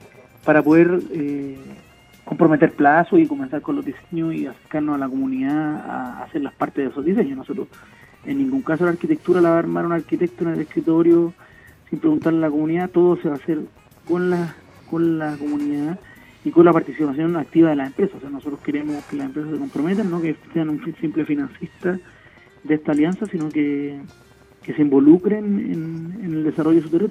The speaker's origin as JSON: {"language": "Spanish", "town": "Recoleta", "region": "Santiago Metropolitan", "country": "Chile", "said": "yo soy de la zona norte, soy de Recoleta, así que siempre he estado en contacto con las comunas de Renca, Independencia, Conchalí, desde chico."}